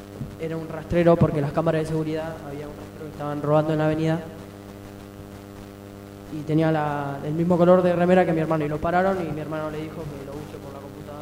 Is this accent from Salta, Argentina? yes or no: no; Valentín Alsina, Buenos Aires Province, Argentina; Soy de Valentín Alsina.